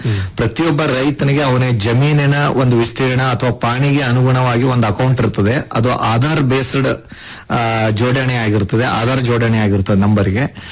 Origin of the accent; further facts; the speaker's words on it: Kalaburagi, Karnataka, India; ತಾವು ಕಲಬುರಗಿ ಜಿಲ್ಲೆ ಜವರಿಗಿ ತಾಲೂಕು ಅಂತ ಹೇಳ್ತಾ ಇದ್ರಿ, ಬಹಳ ಸಂತೋಷ. ನಾನು ಅದೇ ಜಿಲ್ಲೆದವನು.